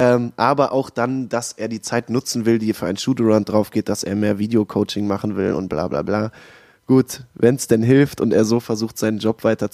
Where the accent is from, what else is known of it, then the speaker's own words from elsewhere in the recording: Düsseldorf, North Rhine-Westphalia, Germany; ich bin auch aus Düsseldorf, bin 31 Jahre alt schon